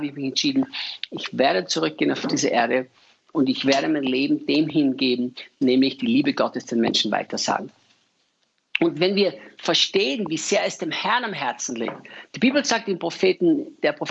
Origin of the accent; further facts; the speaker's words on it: Austria; als Österreicher, der dem deutschsprachigen Raum dienen darf.